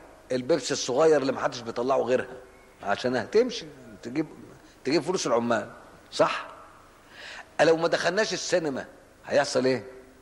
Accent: Cairo, Cairo Governorate, Egypt; انا مش اسكندراني، انا قاهري، لحسن حد يسمع شيء تقول لك يا عم بيش اسكندراني، انا قاهري المولد والاصل، مانيش اسكندراني

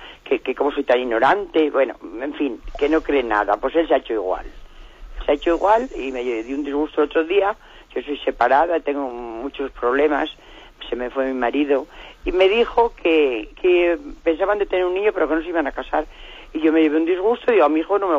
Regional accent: Salamanca, Castile and León, Spain; Es una chica que viene aquí a Salamanca, que yo soy de Salamanca

